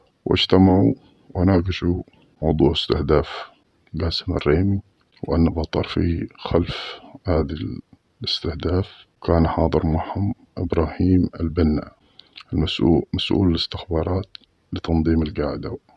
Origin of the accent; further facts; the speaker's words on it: Mukalla, Hadramaut, Yemen; مثل ما حصل عندنا في المكلا